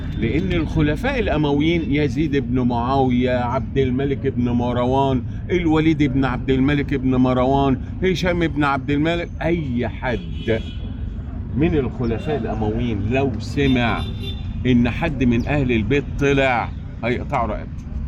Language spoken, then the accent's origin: Arabic; Egypt; في إمام عندنا في مصر بنفتخر به من الأئمة الأربعة